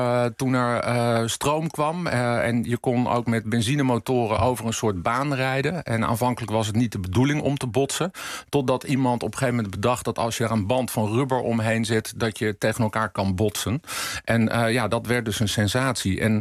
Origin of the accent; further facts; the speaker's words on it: Laren, North Holland, Netherlands; Ik kom zelf uit Laren, dorp naast Blaricum.